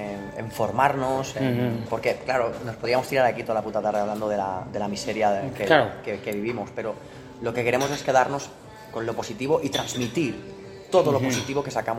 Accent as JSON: {"language": "Spanish", "town": "Montblanc", "region": "Catalonia", "country": "Spain", "tie": "born or raised there", "said": "Empezamos un poco en mi pueblo natal. Yo soy de Montblanc, un pueblo que está cerca de Reus."}